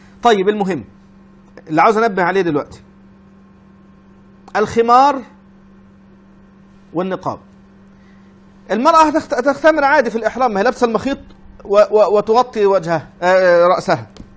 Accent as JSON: {"language": "Arabic", "country": "Egypt", "said": "الكلام ده في مصر صعب جدا الناس تفهمه، انا مصري وعارف انا بقول ايه"}